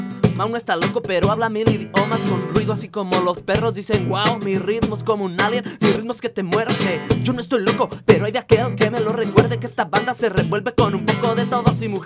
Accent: Querétaro, Mexico; also born or lived in Mexico City; now in Spain; Yo nací en el DF. Uh-huh. Y luego a los 5 años yo padecí de asma y mis padres decidieron que toda la familia nos teníamos que cambiar de ciudad

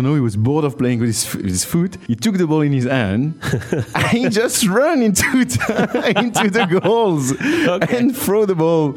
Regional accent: Belgium; I grew up in Belgium, you know, so we didn't play that much rugby

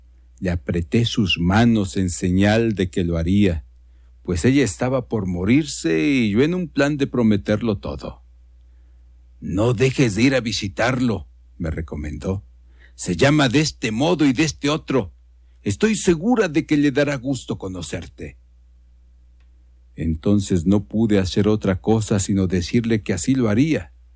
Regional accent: Mexico; nuestra identidad como mexicanos

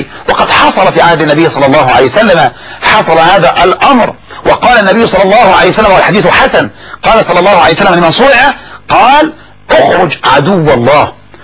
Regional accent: Egypt; ولهذا الذي يجري عندنا في مصر لما يموت الاب

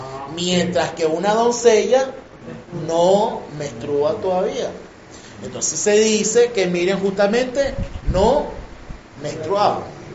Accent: Venezuela; Por lo menos nosotros aquí en Venezuela somos afortunados. Pues nosotros somos la licuadora de Latinoamérica. Pues nosotros tenemos una mezcla de absolutamente todo.

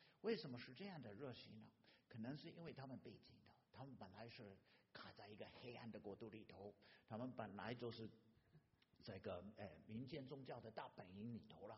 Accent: United States; Chinese is a second language; also born or lived in Taiwan; 弟兄姐妹，我是土生土长的美国人啊

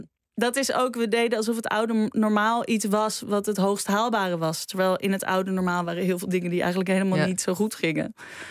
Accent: Netherlands; ik weet heel goed hoe wij als Nederlanders denken. Maar ik ben natuurlijk niet geboren en getogen in Duitsland. En mijn Duits is ook weer niet zo goed.

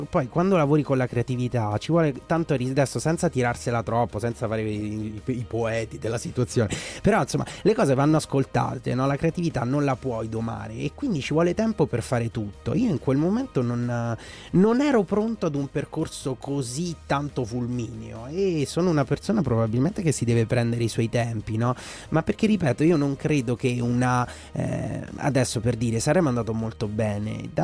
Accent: Umbria, Italy; Sono umbro.

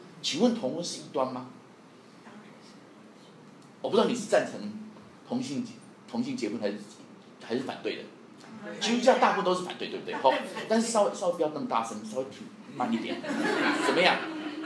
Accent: Taiwan; 我们台湾人听得懂什么叫选举语言的，老外听不懂

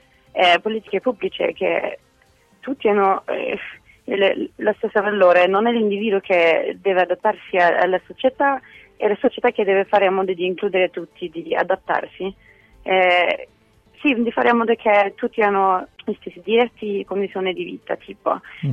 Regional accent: France; Italian is a second language; Cioè, per me come francese il primo punto sarebbe quello dei trasporti

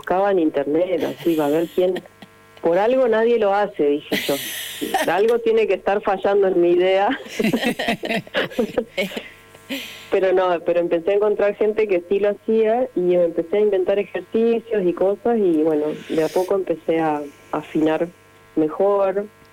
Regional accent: Neuquén, Argentina; born there; Mi hermana, la que siguió, y yo nacimos acá en Neuquén.

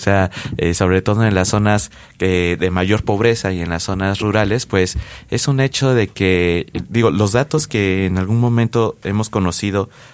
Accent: Mexico; nosotros como mexicanos, como habitantes de este extenso y diverso país

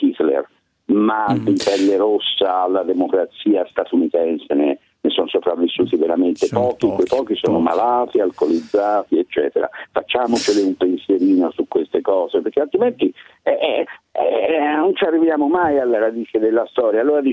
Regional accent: Florence, Tuscany, Italy; di sicuro, io da buon fiorentino dico

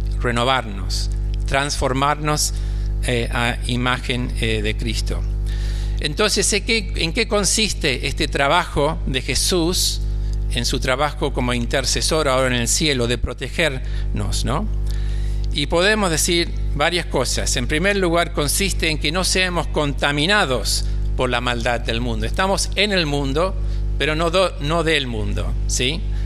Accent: England, United Kingdom; Spanish is a second language; cuando vivía en Londres, soy inglés para que ustedes sepan, por eso hablo tan mal, ¿viste?

